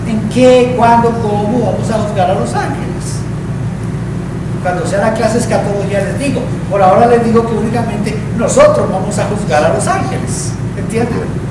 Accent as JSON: {"language": "Spanish", "country": "Colombia", "said": "allá en mi país, ¿no? En Colombia."}